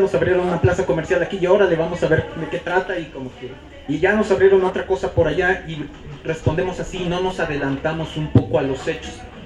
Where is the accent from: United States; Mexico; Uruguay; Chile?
Mexico; Xochimilco, Mexico City; también soy de Xochimilco.